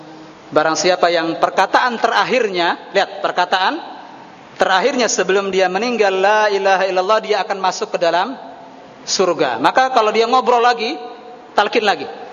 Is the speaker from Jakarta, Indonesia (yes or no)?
no; Cirebon, West Java, Indonesia; Saya dari Cirebon, Pak. Saya tahu hal seperti ini.